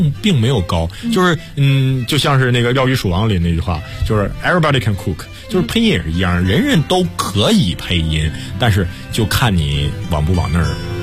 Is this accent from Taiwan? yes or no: no; Northeast China, China; accent: Northeastern; 我是个东北人，我怕不练的话很容易，就是因为我平时说话的时候，不知道你能不能注意到说话有东北味儿什么的，是在控制，要控制。